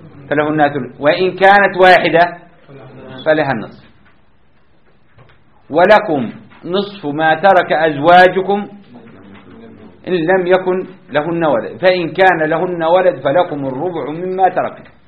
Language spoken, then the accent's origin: Arabic; Jordan; حتى عندنا في الأردن تدفع مبلغ من المال شراء القبر